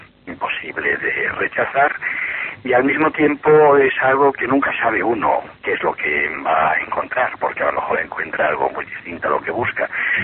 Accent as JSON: {"language": "Spanish", "town": "Vigo", "region": "Galicia", "country": "Spain", "tie": "born there", "said": "yo soy, nací en Vigo, y soy por tanto gallego y no ejerzo mucho de gallego, pero vamos, me gusta mucho mi tierra."}